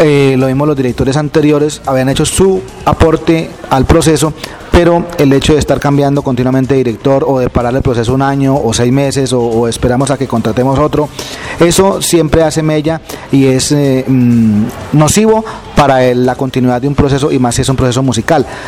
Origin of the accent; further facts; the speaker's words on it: Agua de Dios, Cundinamarca, Colombia; soy el director de la banda municipal de La Mesa Cundinamarca. Soy oriundo de Agua de Dios, nací el 21 de octubre de 1968.